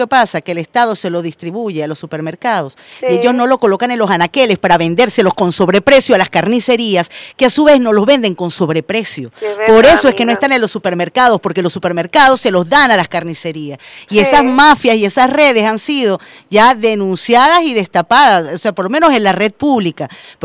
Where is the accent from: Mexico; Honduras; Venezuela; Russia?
Venezuela; los venezolanos somos así.